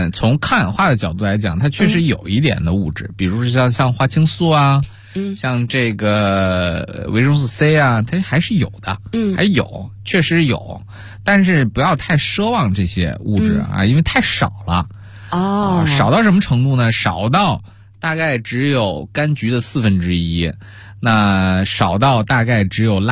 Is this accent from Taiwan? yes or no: no; China; 我们中国人